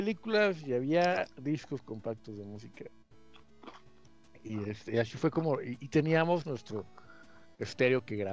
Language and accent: Spanish; Villahermosa, Tabasco, Mexico; Sí recuerdo que de niño, cuando vivía en Villahermosa